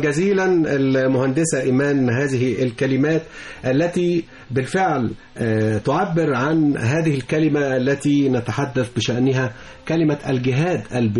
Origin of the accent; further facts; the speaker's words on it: Cairo, Cairo Governorate, Egypt; احنا عندنا في القاهره بنقول جنيه،